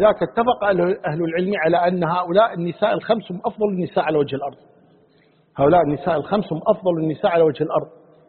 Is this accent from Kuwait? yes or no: yes; Kuwait; يعني حنا كويتيين مثلا الضالين نقولها الضالين، والقاف نقولها غينها